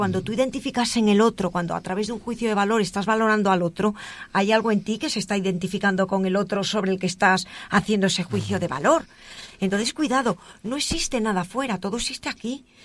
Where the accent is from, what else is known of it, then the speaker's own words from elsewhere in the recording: Galicia, Spain; now in Madrid, Spain; Yo vivo en Madrid, pero soy gallega.